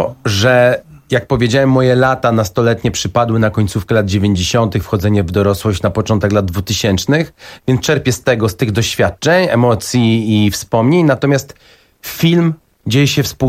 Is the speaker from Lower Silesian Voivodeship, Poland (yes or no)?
yes; Wrocław, Lower Silesian Voivodeship, Poland; Wrocław to jest moja mała ojczyzna